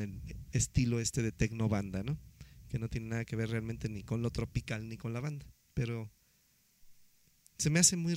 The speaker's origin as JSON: {"language": "Spanish", "country": "Mexico", "said": "Nuestro país es tan grande que somos un mundo de diferente, somos mexicanos"}